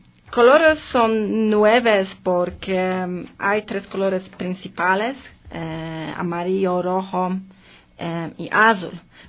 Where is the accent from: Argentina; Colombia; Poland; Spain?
Poland; Spanish is a second language; Vivo en Ecuador casi 2 años y quisiera compartir mi experiencia sobre la cultura diferente para mí porque soy de Polonia.